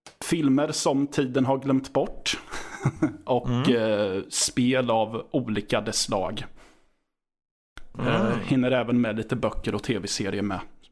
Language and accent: Swedish; Rydsnäs, Östergötland, Sweden; Västra Ryd är det korrekta namnet, men det kallas oftast för Rydsnäs.